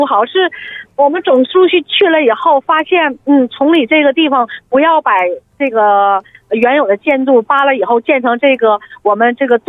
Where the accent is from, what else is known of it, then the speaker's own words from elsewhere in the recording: Northeast China, China; 我作为一个东北人，我可负责任跟你说